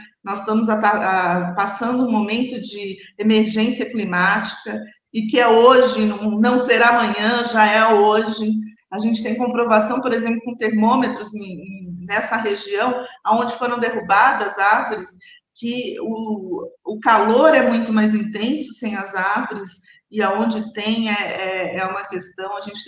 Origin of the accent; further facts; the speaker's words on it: São Paulo, Brazil; Eu sou paulistana, nasci aqui, fui criada aqui, então assim, eu conheço bem a nossa cidade, conheço vários bairros